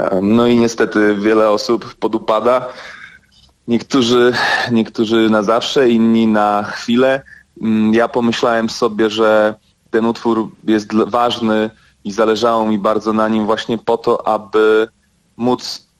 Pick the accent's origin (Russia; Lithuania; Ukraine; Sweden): Sweden; now in Poland; Dorastałem w Szwecji, to prawie 10 lat, więc kawał życia